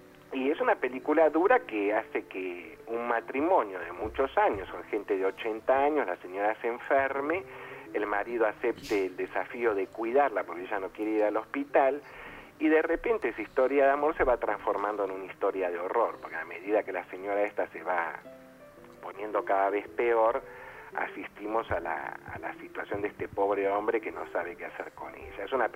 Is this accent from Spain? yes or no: no; Argentina; Es una cuestión que a nosotros como argentinos nos interesa poco